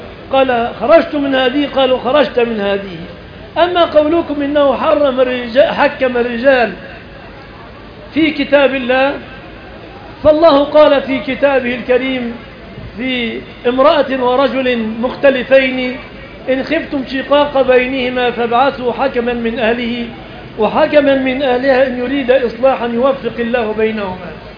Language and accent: Arabic; Egypt; أن يحفظ بلادنا مصر آمنة من الفتن